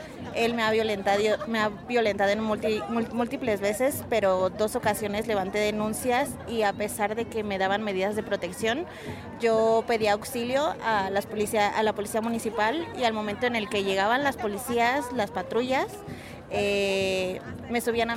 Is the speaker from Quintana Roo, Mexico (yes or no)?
no; Cuautitlán Izcalli, State of Mexico, Mexico; Yo vengo de Cuautitlán Izcalli.